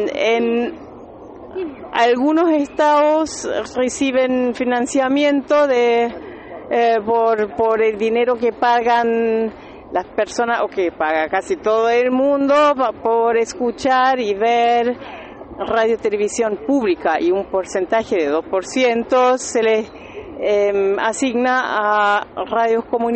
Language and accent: Spanish; Berlin, Germany; soy de Berlín